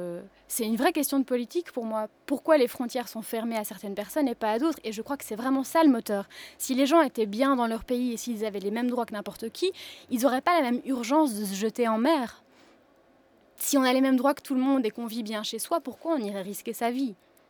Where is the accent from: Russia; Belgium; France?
Belgium; Même en tant que Belge, aujourd'hui, quand on a un travail, c'est difficile de payer les factures